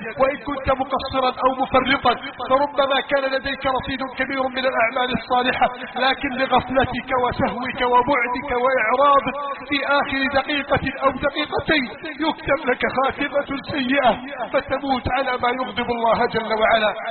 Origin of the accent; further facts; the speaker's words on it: Egypt; اللهم من أراد بلادنا مصر بسوء فأشغله بنفسه